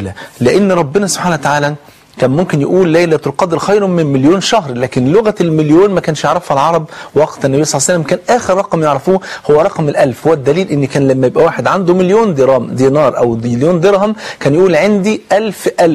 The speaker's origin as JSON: {"language": "Arabic", "country": "Egypt", "said": "عشان ننقذ بلدنا مصر"}